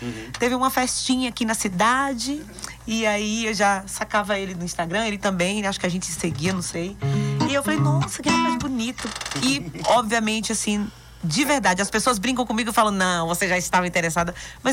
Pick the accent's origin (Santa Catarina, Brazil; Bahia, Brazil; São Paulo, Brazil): Bahia, Brazil; Vitória da Conquista; Conquista é minha cidade natal. E ele sendo de Salvador, morou mais em Conquista que eu, né? Então, assim, meus momentos em Conquista de morada foram mais fracionados. Se juntar tudo, não deu nem 3 anos